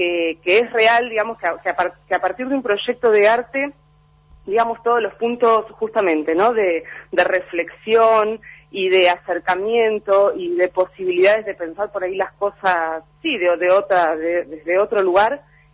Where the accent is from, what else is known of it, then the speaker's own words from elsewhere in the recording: Buenos Aires, Argentina; los cuatro que integramos el Centro Rural, actualmente vivimos en la Ciudad de Buenos Aires, ninguno de los cuatro somos de la Ciudad de Buenos Aires